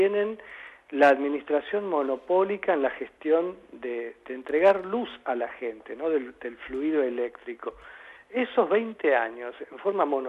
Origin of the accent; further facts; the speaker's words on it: Buenos Aires, Argentina; y eso es porque somos argentinos y porque somos porteños